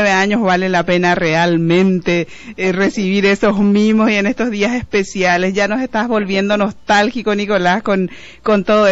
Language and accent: Spanish; Paraguay; las necesidades que tenemos como migrantes paraguayos en los Estados Unidos, en España y en otras partes del mundo